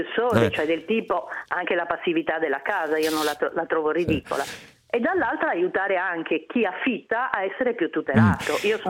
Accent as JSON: {"language": "Italian", "region": "Sardinia", "country": "Italy", "said": "ho 64 anni, ho sempre stata ligia, quindi trovo ridicolo questo, che a Firenze, una città che io adoro e che mi ha sempre ospitato da sarda"}